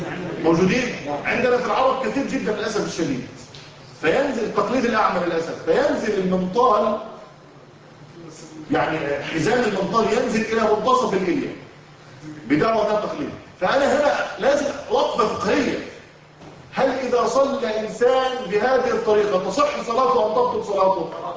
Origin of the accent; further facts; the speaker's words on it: Egypt; طبعا إحنا عندنا في الريف المصري الفلاحين لما إحنا طبعا من بيئة كلها فلاحين وزراعة ولسنا من المدينة